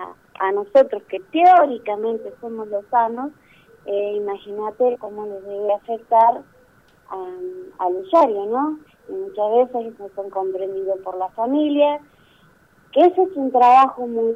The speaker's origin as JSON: {"language": "Spanish", "town": "General Roca", "region": "Río Negro", "country": "Argentina", "lives_now": "Bariloche, Argentina", "said": "Yo vengo de, por ejemplo, hace muy poco, un año que estoy acá, yo soy de Roca."}